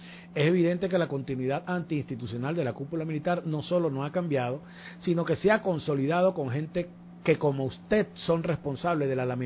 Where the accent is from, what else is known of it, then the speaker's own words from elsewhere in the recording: Venezuela; Yo, como venezolano, quiero hacer unos comentarios al respecto.